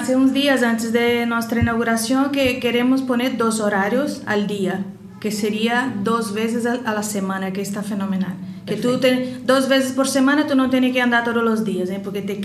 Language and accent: Spanish; Uruaçu, Goiás, Brazil; Yo soy de Uruaçu, Goiás, cerca de Brasilia, la capital. Bueno, cerca, 500 kilómetros.